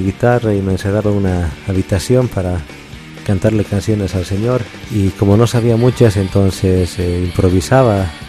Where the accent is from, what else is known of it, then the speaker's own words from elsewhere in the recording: Caranavi, La Paz, Bolivia; yo nací y crecí en Caranavi, radiqué algunos años en La Paz y luego volví aquí a Caranavi, ¿no?